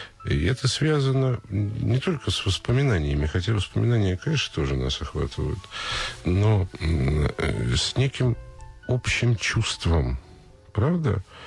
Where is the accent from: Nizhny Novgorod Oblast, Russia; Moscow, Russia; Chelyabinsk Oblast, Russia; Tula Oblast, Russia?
Moscow, Russia; Я москвич.